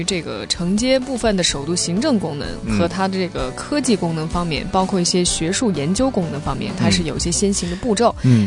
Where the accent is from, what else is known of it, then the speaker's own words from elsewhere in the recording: Baoding, Hebei, China; 我们保定人目前的收入跟北京还差一大截呢